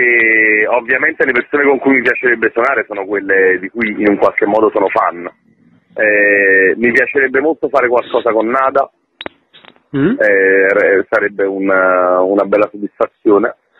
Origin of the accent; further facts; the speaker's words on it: Naples, Campania, Italy; in quanto napoletano è ovviamente una di quelle cose che sento piuttosto vicine.